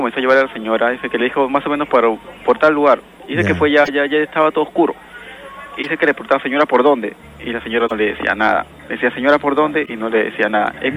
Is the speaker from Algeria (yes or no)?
no; Villa María del Triunfo, Lima, Peru; yo soy de Villa María.